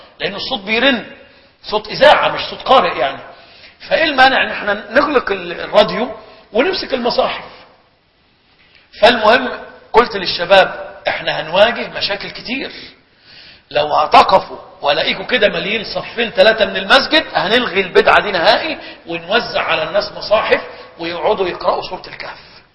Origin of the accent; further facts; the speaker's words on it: Egypt; كان إلى وقت قريب عندنا بمصر الناس يهجرون صلاة العيد